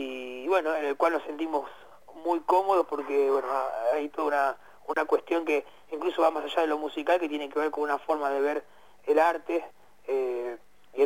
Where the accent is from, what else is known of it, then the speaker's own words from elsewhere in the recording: Burzaco, Buenos Aires Province, Argentina; somos ahí de la zona sur del Gran Buenos Aires, yo soy de Bursaco